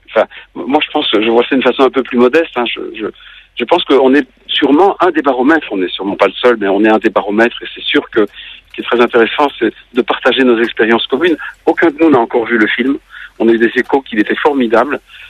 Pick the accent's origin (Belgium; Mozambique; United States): Belgium; moi en tant que Belge, je ne peux pas en empêcher.